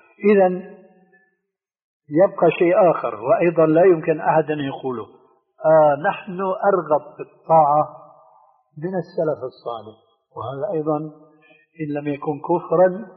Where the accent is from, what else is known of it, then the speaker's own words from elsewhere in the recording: Syria; عندنا في الشام يسمى المقدمة بالتذكير، ويقلب الذال إلى دال